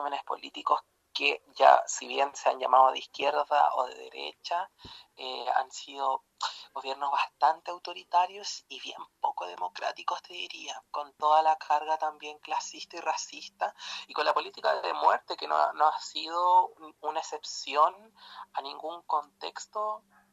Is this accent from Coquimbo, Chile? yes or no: yes; Illapel, Coquimbo, Chile; moved away as an adult; yo en estos momentos, y desde fines de marzo, me encuentro viviendo en Illapel, que es el pueblo donde yo nací, donde tengo a mi familia y me he criado, y me crié muchos años de mi vida